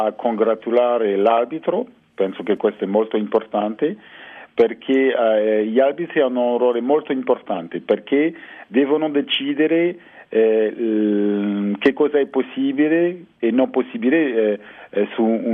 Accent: France; io sono francese

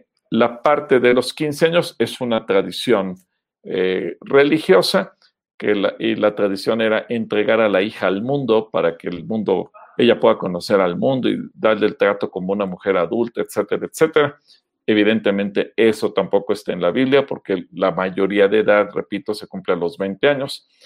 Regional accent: Mexico; las costumbres y tradiciones que tenemos como pueblo mexicano

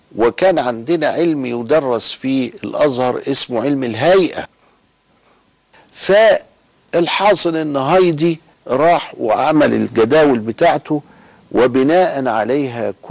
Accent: Egypt; وهنا عندنا في مصر مع سيد قطب رحمه الله.

